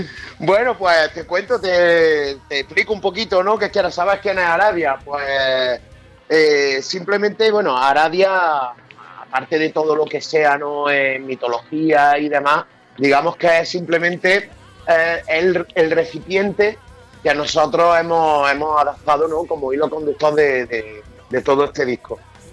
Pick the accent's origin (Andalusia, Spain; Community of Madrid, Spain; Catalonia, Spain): Andalusia, Spain; Córdoba; Somos de Córdoba.